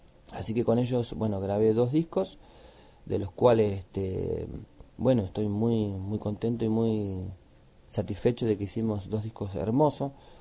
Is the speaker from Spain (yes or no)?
no; El Bolsón, Río Negro, Argentina; un disco que donde yo ahí le canto por primera vez acá a mi pueblo del Bolsón